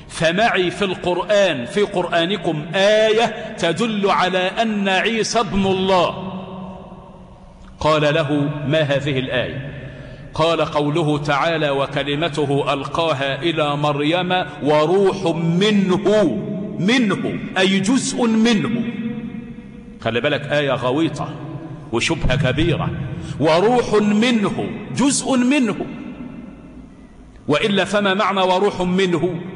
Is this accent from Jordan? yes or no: no; Egypt; واجعل بلدنا مصر آمنة